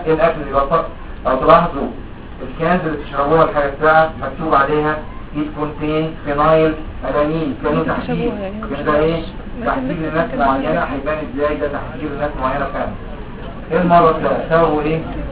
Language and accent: Arabic; Egypt; في مكتب الصحه عندنا في مصر